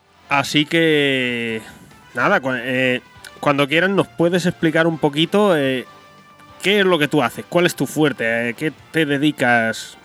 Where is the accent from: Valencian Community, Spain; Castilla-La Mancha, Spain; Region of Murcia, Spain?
Valencian Community, Spain; Santa Pola; pregunta el tío, de aquí de Santa Pola también, ya somos dos los que tenemos la Xbox One aquí en mi pueblo.